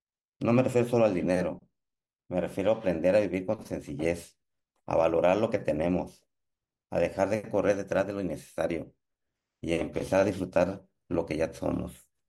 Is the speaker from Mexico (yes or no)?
yes; Tepic, Nayarit, Mexico; Hoy estoy hablando con ustedes desde mi tierra, la ciudad de Tepic, Nayarit, México